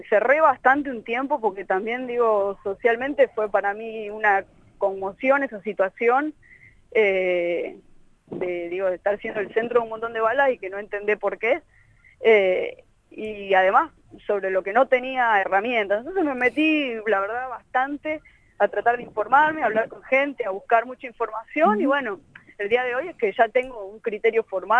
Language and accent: Spanish; Tucumán, Argentina